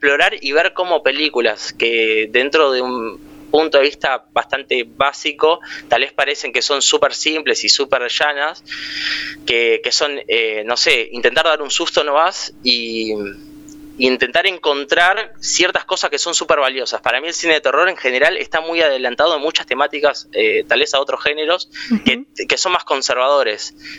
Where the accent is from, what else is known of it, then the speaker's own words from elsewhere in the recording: La Plata, Buenos Aires Province, Argentina; Soy platense. Militante de La Plata.